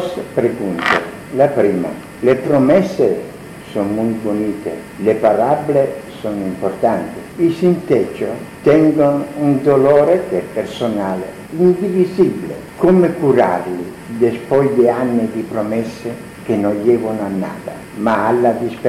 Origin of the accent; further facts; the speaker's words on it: Italy; Spanish is a second language; Yo soy italiano.